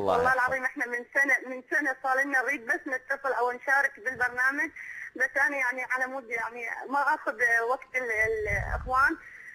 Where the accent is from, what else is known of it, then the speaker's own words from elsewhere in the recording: Iraq; أنا امرأة من العراق، كنت أعمل بالتجارة